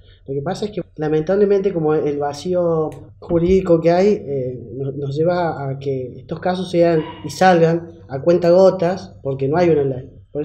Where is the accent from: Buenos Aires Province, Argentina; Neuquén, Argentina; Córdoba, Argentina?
Córdoba, Argentina; de presentarlo en Córdoba, porque, bueno, yo soy cordobés y seguramente en varias provincias de Argentina